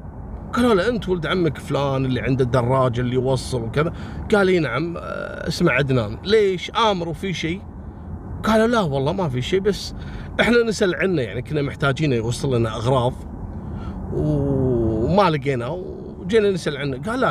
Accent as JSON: {"language": "Arabic", "country": "Kuwait", "said": "احنا عندنا في الكويت نسميه مسلخ"}